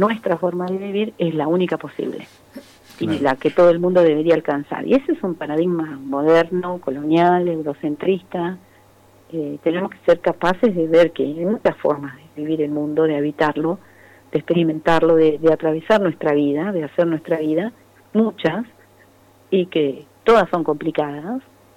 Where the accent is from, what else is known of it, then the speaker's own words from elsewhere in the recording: Esquel, Chubut, Argentina; moved away as an adult; Pero yo vengo de Esquel.